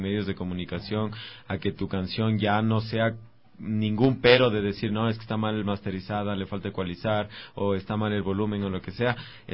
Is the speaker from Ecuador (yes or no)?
yes; Ecuador; no estamos todavía para decir, Leo, conquisté ya mi tierra, Ecuador sabe quién soy.